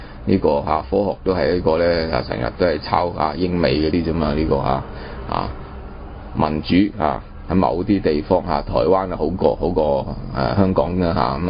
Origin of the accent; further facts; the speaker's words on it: China; 但是因為我們中國人自己冇精神啊